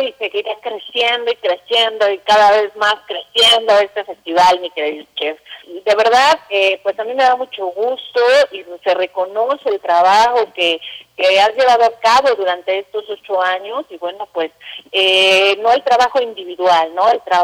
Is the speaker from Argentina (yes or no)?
no; Mexico; es un platillo que nos representa como mexicanos, ¿no?